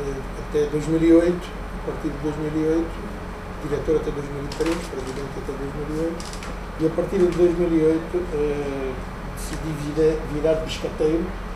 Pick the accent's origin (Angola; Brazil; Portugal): Angola; Cuanza Sul; born there; Nasci no Cão do Sul, sou agrónomo